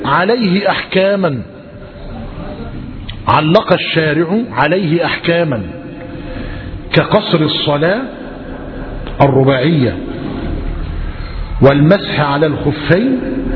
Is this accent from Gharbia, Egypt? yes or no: yes; Gharbia, Egypt; زمان في بلدنا، إحنا بلدنا بينه وبين زفتة 12 كيلو تقريبا